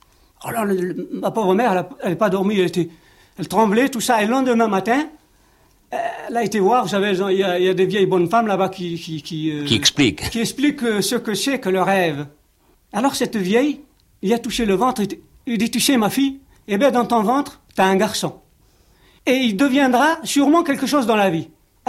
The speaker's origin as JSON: {"language": "French", "country": "Algeria", "tie": "born there", "said": "Je suis né en Algérie, j'ai été à l'école."}